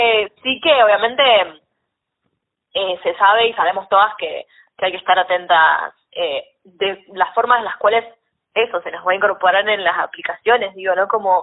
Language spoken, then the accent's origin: Spanish; Mendoza, Argentina; Yo vengo desde Mendoza, muy cerquita de, en realidad, ya más cerca de Chile, de la frontera con Santiago de Chile que con Buenos Aires, que nos queda en la otra punta